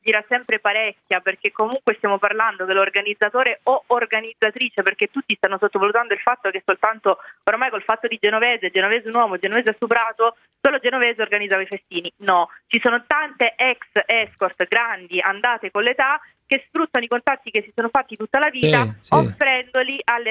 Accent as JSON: {"language": "Italian", "region": "Sicily", "country": "Italy", "said": "perché io sono siciliana"}